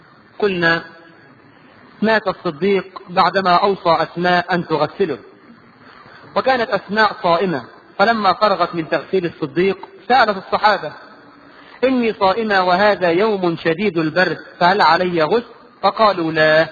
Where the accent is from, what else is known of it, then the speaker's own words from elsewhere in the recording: Egypt; وده موجود عندنا الى الان كمصريين